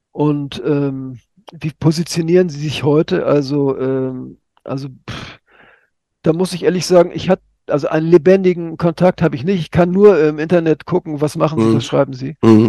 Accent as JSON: {"language": "German", "region": "Hamburg", "country": "Germany", "tie": "born or raised there", "said": "Also in meiner Heimatstadt Hamburg, 120 Leute waren"}